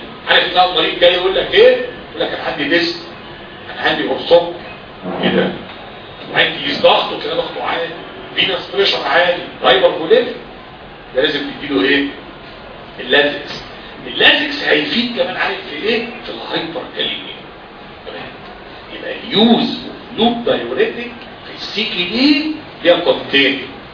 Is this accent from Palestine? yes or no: no; Egypt; ده احنا عندنا في مصر دي مليانه مرضى كبد